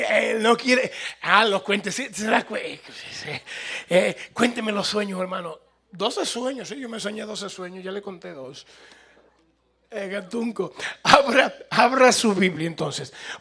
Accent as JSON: {"language": "Spanish", "country": "Cuba", "moved": "yes", "said": "Si Dios me manda para Cuba otra vez, para Cuba vuelvo. Pero cuando salí de Cuba, dije, hay un encanto por ahí que dice, olvídese, yo no quisiera volver a Cuba"}